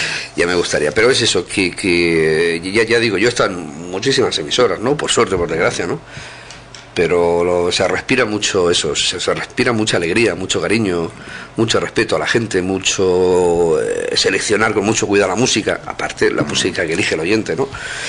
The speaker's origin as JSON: {"language": "Spanish", "town": "Villarrobledo", "region": "Castilla-La Mancha", "country": "Spain", "tie": "born or raised there", "said": "No es porque yo sea de allí, ¿no? Pero es un pueblo muy bonito, muy grande."}